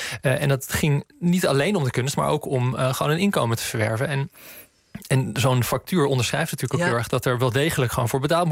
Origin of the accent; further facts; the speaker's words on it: Friesland, Netherlands; Nou, ik kom zelf uit Friesland, maar mijn ouders dan maar niet.